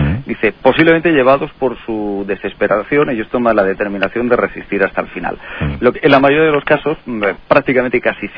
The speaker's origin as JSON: {"language": "Spanish", "town": "Cartagena", "region": "Region of Murcia", "country": "Spain", "tie": "born there", "said": "yo nací en Cartagena, en tierras murcianas. Lo que pasa es que los últimos 20 años tuve el privilegio de trabajar en la radio en Menorca."}